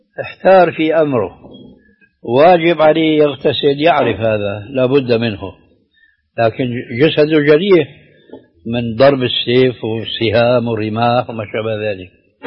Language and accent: Arabic; Levant, Syria; كما يقولون عندنا في الشام بدها زكتاف